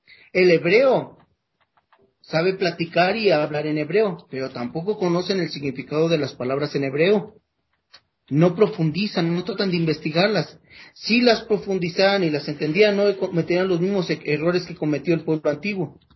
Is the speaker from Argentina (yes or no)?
no; Mexico; Nosotros los mexicanos somos, hablamos el castellano, y no porque hablamos el castellano sabemos de palabras castellanas.